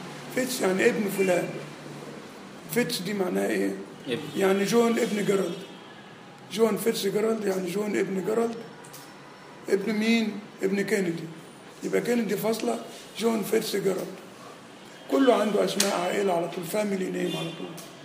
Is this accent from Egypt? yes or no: no; Nigeria; مدفون عندنا في نيجيريا